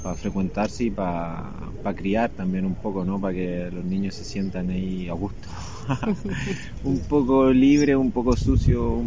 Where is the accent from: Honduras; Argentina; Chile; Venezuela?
Chile; Vengo de Chile, tengo toda mi familia allá.